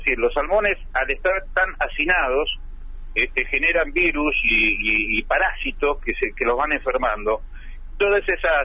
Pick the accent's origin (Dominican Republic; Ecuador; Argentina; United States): Argentina; Ushuaia, Tierra del Fuego; Yo soy nativo de Tierra del Fuego, así que he sido en gran medida un poco testigo del crecimiento que ha tenido Ushuaia. Yo recuerdo que en mi infancia éramos 5.000 habitantes en Ushuaia, ahora ya estamos superando los 70.000.